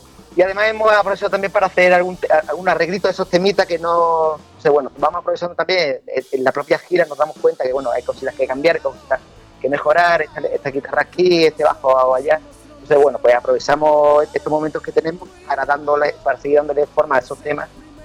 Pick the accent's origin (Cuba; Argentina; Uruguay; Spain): Spain; Málaga, Andalusia; Que la adoramos como malagueño y como malacitano y como malaguita